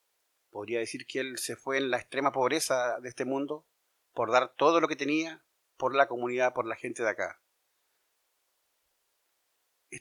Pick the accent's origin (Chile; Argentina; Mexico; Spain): Chile; Somos como chilenos de tercera calidad, porque en Chile hay categorías de personas.